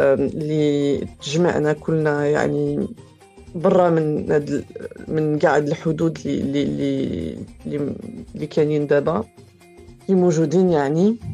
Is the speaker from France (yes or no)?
yes; France; انا كبرت في فرنسا واغلبيه عائلتي ساكنه في المغرب، حنا قراب وتربينا يعني تربيه تقليديه واكيد حنا يعني هويتنا كشلوح ومغاربه